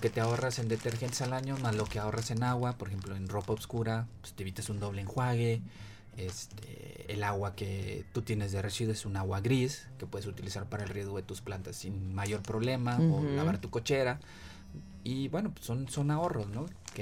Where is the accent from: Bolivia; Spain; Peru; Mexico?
Mexico; Ciudad Mante, Tamaulipas; Yo soy de Ciudad Mante, Tamaulipas, se da otra variedad de semillas